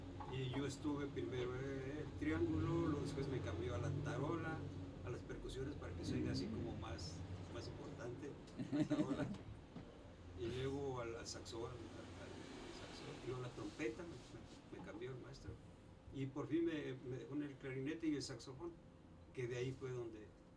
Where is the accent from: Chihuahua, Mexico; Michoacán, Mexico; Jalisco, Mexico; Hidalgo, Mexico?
Jalisco, Mexico; Chapala; yo soy de Chapala.